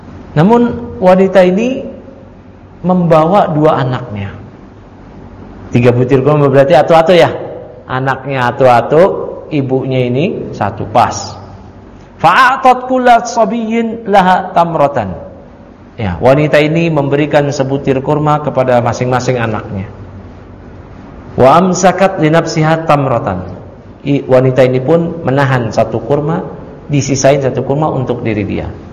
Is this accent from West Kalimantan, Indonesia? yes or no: no; Matraman, Jakarta, Indonesia; kalau bahasa kita dulu di kampung saya di Matraman